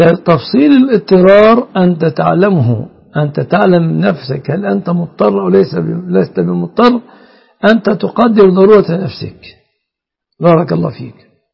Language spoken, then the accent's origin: Arabic; Egypt